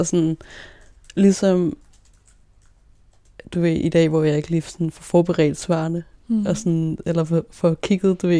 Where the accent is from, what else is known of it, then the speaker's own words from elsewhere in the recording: Roskilde, Zealand, Denmark; I Roskilde. Jeg blev født i Roskilde. Og det der, jeg sådan bor og vokser op